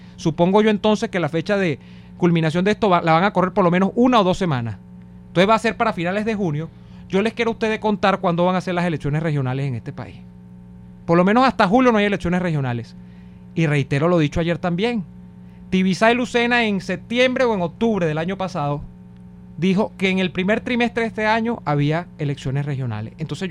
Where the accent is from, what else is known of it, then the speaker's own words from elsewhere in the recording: Venezuela; Yo, como venezolano